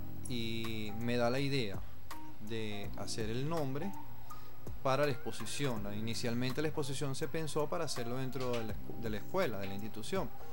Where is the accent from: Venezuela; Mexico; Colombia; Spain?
Venezuela; para nosotros como venezolanos nos identificamos mucho